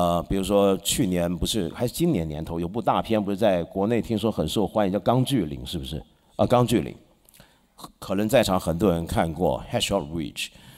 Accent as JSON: {"language": "Chinese", "country": "Taiwan", "tie": "born or raised there", "also_born_or_lived": "Hong Kong", "said": "我是一个香港人，我是一半个台湾人，因为我在台湾长大。我是一个中国人，我是一个佛教徒，我是一个男人，我是一个异性恋者"}